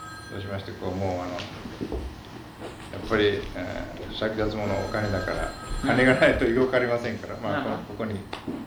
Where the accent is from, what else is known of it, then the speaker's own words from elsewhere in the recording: Iwami, Shimane, Japan; 私は島根県の岩見の出身で、